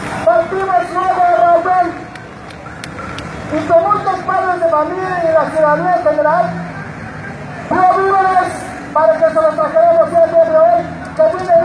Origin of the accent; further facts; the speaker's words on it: Tapalapa, Chiapas, Mexico; vengo de Tapalapa y soy padre